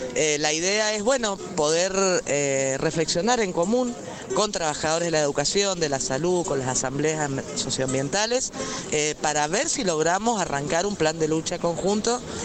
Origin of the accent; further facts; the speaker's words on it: Mendoza, Argentina; la situación de Jujuy es un ejemplo para nosotros como pueblo mendocino, porque tenemos que recuperar todos estos derechos que hemos ido perdiendo.